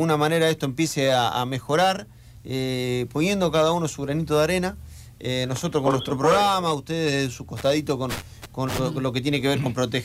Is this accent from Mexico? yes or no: no; Buenos Aires, Argentina; soy de Buenos Aires